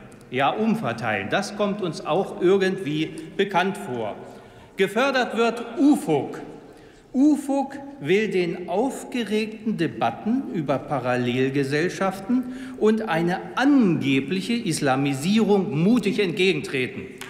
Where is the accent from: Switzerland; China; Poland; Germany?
Germany; Celle, Lower Saxony; meiner Heimatstadt Celle